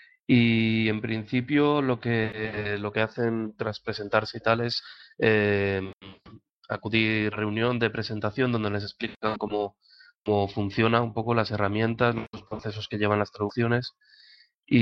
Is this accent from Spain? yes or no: yes; Valencia, Valencian Community, Spain; que es un nombre incluso más raro que el de … todavía, pero bueno, soy de Valencia y nada, pues aquí en Valencia ayudo un poco a coordinar